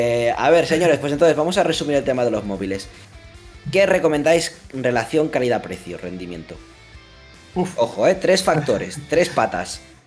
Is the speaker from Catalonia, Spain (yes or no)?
yes; Catalonia, Spain; Soy catalán, tío.